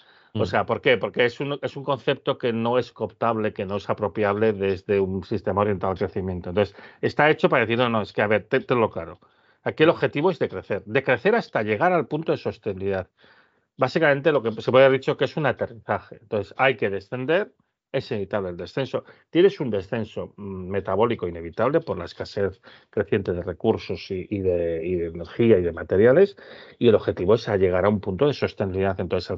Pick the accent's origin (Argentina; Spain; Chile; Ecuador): Spain; León, Castile and León; Yo digo muchas veces porque soy de León.